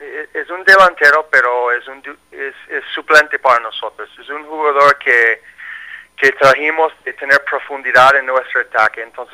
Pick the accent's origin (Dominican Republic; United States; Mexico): United States; Spanish is a second language; como yo soy americano pero habla español, yo puedo comunicar con los dos grupos.